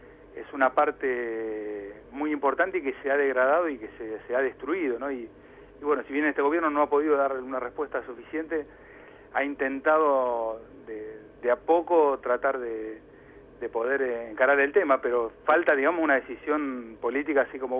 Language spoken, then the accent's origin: Spanish; Castelar, Buenos Aires Province, Argentina; yo soy de acá de Castelar